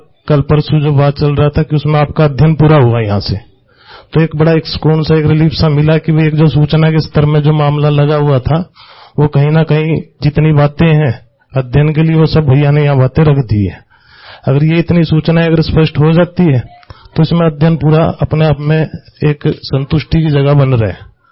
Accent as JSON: {"language": "Hindi", "town": "Hisar", "region": "Haryana", "country": "India", "said": "मैं हिसार हरियाणा का रहने वाला हूं।"}